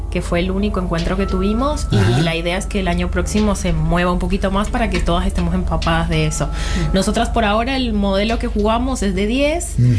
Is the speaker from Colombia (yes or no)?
yes; Colombia; now in Argentina; Y yo soy colombiana.